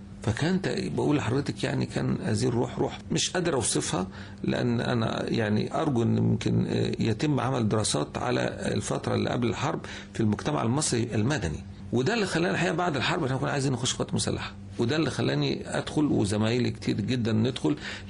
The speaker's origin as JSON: {"language": "Arabic", "country": "Egypt", "said": "دول مصريين وإحنا مصريين"}